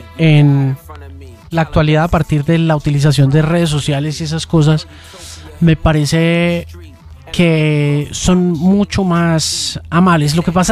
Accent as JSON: {"language": "Spanish", "country": "Argentina", "said": "Me he quedado hablando así, claro, vengo de Argentina."}